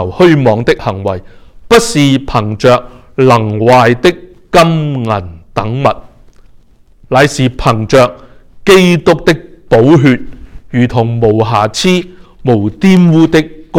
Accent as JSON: {"language": "Cantonese", "country": "Hong Kong", "tie": "born or raised there", "said": "小时候在香港居住的时候，因为天气是潮湿和热的缘故"}